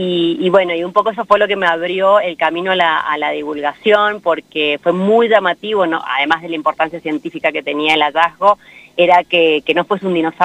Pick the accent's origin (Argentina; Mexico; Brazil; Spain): Argentina; San Juan; soy sanjuanina y viste que acá en San Juan se duerme mucho.